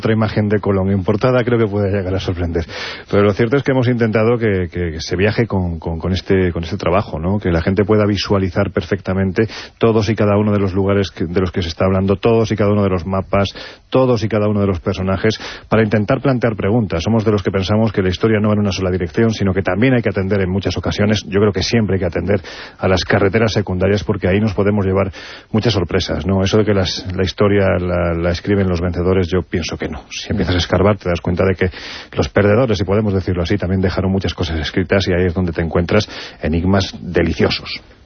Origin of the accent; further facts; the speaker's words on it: Andalusia, Spain; yo soy andaluz.